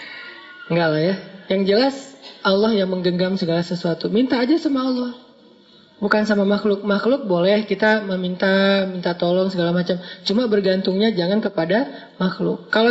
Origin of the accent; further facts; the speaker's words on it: Aceh, Indonesia; Karena beda culture antara Jawa sama Sumatera. Sumateranya Aceh pula. Yang di kampung saya itu memang markasnya GAM juga. Jadi kita terbiasa ngomongnya teriak-teriak.